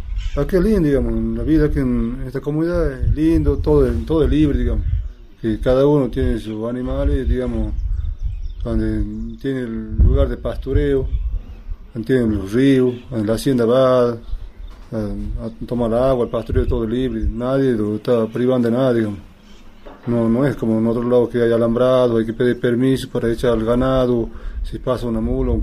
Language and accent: Spanish; Cachi, Salta, Argentina; soy nativo de Cachi, estoy en la comunidad de Yaguita Calchaquí en Las Trancas.